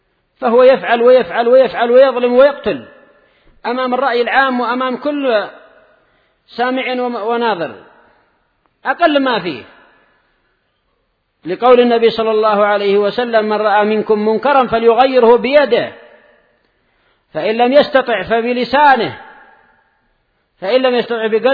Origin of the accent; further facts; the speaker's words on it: Yemen; أنا وهو كلنا من أهل اليمن